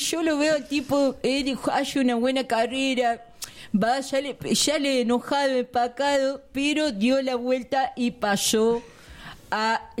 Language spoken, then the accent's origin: Spanish; Tucumán, Argentina; Yo soy tucumano